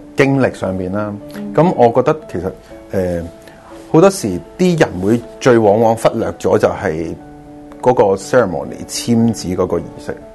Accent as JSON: {"language": "Cantonese", "country": "China", "said": "我哋中國人咧你自己都有個中文名噶嘛？"}